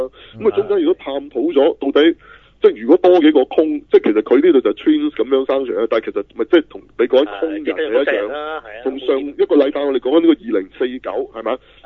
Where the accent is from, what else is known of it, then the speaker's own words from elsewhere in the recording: China; 我哋中國人睇